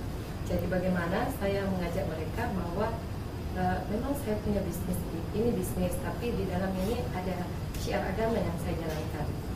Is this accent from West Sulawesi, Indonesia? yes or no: yes; Mamasa, West Sulawesi, Indonesia; Saya dari Mamasa, Sulawesi Barat, Merantan.